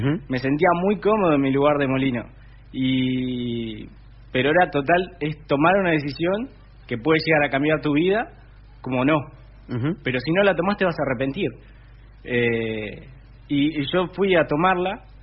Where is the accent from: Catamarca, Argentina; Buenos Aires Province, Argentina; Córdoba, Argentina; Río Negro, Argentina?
Buenos Aires Province, Argentina; Cañuelas; Tengo 20 años. Bueno, soy de acá de la ciudad de Cañuelas, nací en Capital. Como ya bien decías, me formé en mi escuela de barrio, en Santa Rosa. Hice toda mi primaria ahí. Hice la secundaria acá en Cañuelas, en la escuela técnica.